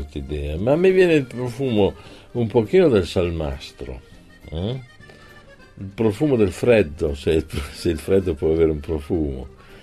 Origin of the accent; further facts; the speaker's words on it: Piedmont, Italy; Sarà che io vengo dal Piemonte, dove siamo tutti un po' falsi cortesi